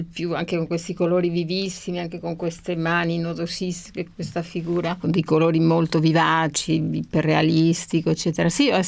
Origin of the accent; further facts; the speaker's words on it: Spain; Italian is a second language; perché comunque, appunto, essendo spagnola è tutto un po' diverso